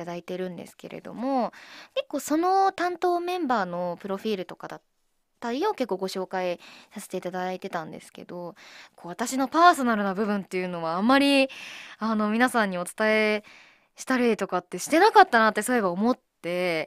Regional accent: Miyagi, Japan; 私宮城県出身なので宮城弁を挨拶に入れたりしたらいいんじゃないかなということだったんですけど、私住んでたところがもうめちゃめちゃもうだっちゃだっちゃっていう感じで喋るとこじゃなかったんですよ。なのでめちゃめちゃこう、なまってたかって言われるとそうじゃない

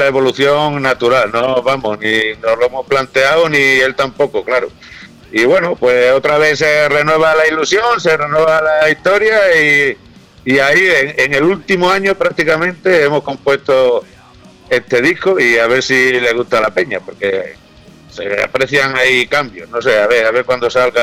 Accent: Badajoz, Extremadura, Spain; No, yo soy de Badajoz.

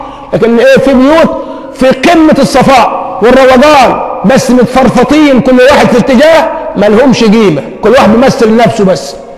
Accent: Egypt; ما احنا مشكلتنا كمصريين عندنا مثالية

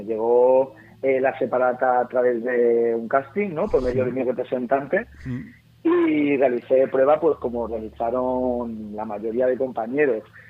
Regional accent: Alcàsser, Valencian Community, Spain; Ocurrió en mi tierra.

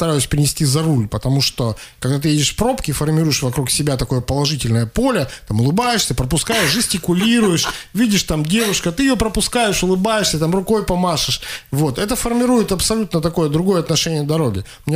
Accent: Russia; он когда узнал, что мы из России, он остановил нас

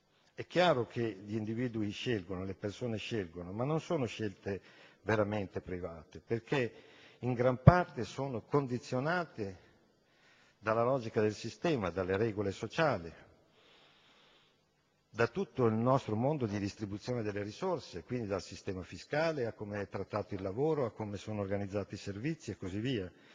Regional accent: Bologna, Emilia-Romagna, Italy; io vengo dalla città di Bologna

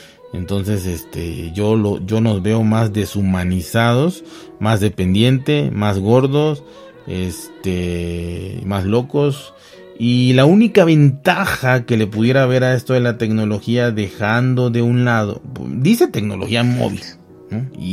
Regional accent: Mexico; Como buen mexicano, consumía yo, no mucho, pero sí moderadamente YouTube.

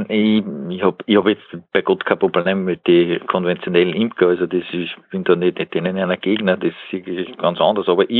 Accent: Upper Austria, Austria; sonst hat es ja bei uns in Oberösterreich über +1 Grad

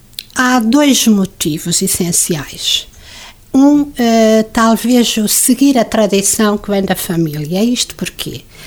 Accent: Coimbra, Centro, Portugal; now in Lagares, Portugal; Aliás, eu já sou mais de Lagares do que de Coimbra, que é a minha terra natal.

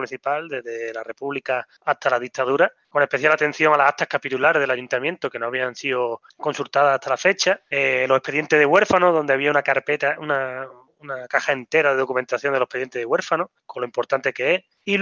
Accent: Setenil de las Bodegas, Andalusia, Spain; aquí en Setenil de la Bodega, en mi pueblo

